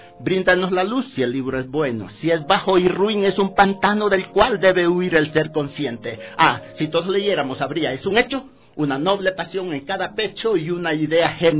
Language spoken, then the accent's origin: Spanish; Honduras; now in Ecuador; Bueno, recalco, soy hondureño, y vivo ya 48 años en el país.